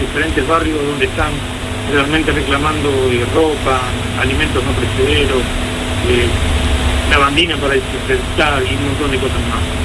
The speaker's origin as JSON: {"language": "Spanish", "town": "La Plata", "region": "Buenos Aires Province", "country": "Argentina", "said": "yo soy argentino, soy platense y estoy acá en la ciudad de La Plata."}